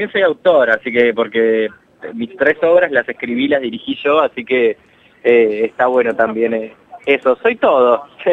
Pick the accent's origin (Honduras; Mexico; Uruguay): Uruguay; moved away as an adult; now in Argentina; En realidad soy uruguayo, nací en Uruguay y vivo hace bastante, ya casi 13 o 14 años acá.